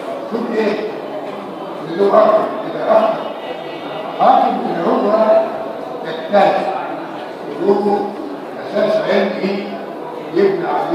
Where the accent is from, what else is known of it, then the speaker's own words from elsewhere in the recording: Egypt; البيئه الفرنسيه احنا مش فرنسيين. احنا مصريين عرب